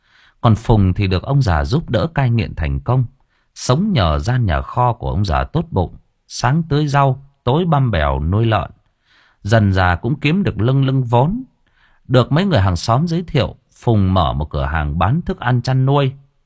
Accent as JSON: {"language": "Vietnamese", "region": "Thai Nguyen", "country": "Vietnam", "tie": "born or raised there", "said": "tôi sinh ra và lớn lên ở Thái Nguyên, và tôi lớn lên trong đúng cái giai đoạn mà cái thành phố Thái Nguyên của chúng tôi nó hỗn loạn nhất"}